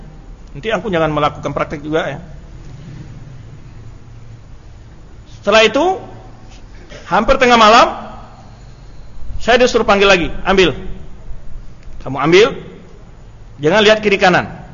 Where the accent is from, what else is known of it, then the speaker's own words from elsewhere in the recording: Tanjung Gadang, West Sumatra, Indonesia; Di kampung saya itu Tanjung Gadang, Sungai Napar, masuk ke hutan namanya ada air hangat.